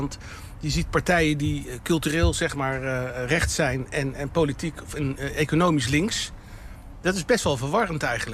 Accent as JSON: {"language": "Dutch", "town": "The Hague", "region": "South Holland", "country": "Netherlands", "said": "ik kom ook uit Den Haag. We zijn ongeveer van dezelfde leeftijd."}